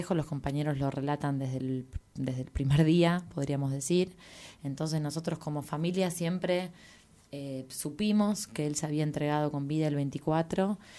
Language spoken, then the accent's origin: Spanish; Argentina; born there; para todos los que nacimos en Argentina, esa es parte de nuestra historia y de nuestra identidad como sociedad